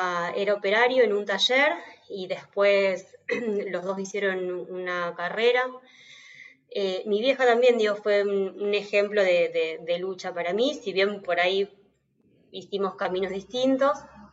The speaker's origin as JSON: {"language": "Spanish", "town": "Campana", "region": "Buenos Aires Province", "country": "Argentina", "tie": "born or raised there", "said": "yo nací acá en Ciudad de Buenos Aires, pero crecí y me crié en Campana. Toda mi familia es de Campana, que es una ciudad que está acá a 80, 100 kilómetros de la Ciudad de Buenos Aires."}